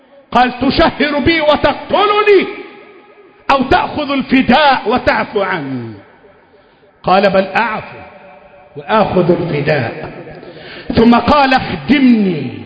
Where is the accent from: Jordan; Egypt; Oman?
Egypt; اللهم احفظ بلدنا مصر، اللهم احفظ بلدنا مصر